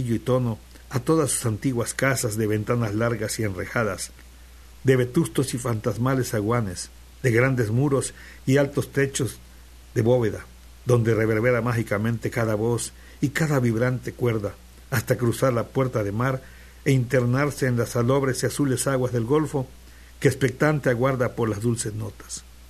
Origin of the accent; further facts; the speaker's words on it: Veracruz, Mexico; now in Xalapa, Mexico; Pero yo me siento jarocho, ¿ya? Y ahora jalapeño.